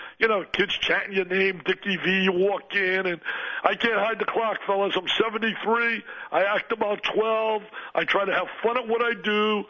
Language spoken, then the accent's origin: English; United States; I'm an American male, man.